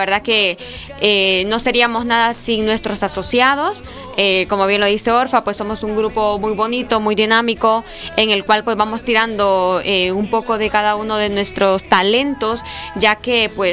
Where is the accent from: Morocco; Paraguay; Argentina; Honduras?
Honduras; now in Spain; nosotros como comunidad hondureña en España